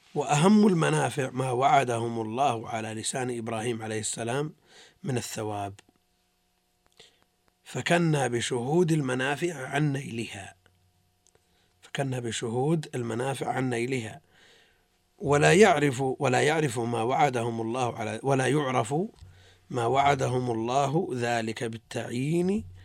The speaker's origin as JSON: {"language": "Arabic", "country": "Tunisia", "said": "أنا تونسي."}